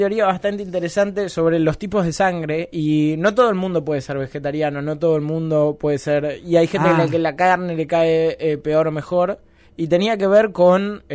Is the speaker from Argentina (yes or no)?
yes; Argentina; lo afortunados que somos los argentinos.